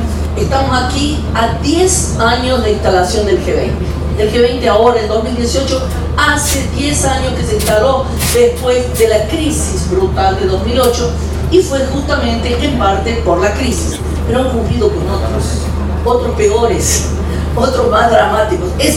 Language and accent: Spanish; Córdoba, Argentina; moved away as an adult; now in Brazil; soy de la Red Regional de Comercio, soy cordobesa argentina, pero hace 40 años que vivo en Brasil, me fui con el golpe